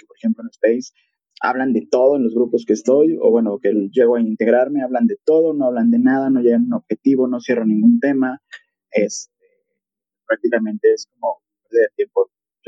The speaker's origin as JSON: {"language": "Spanish", "country": "Mexico", "said": "acá en mi país, en México, todo el mundo usamos Spotify."}